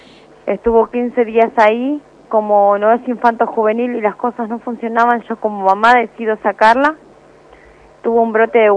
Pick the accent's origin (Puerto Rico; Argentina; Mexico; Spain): Argentina; Burzaco, Buenos Aires Province; nosotros somos de Bursaco, Almirante Brón.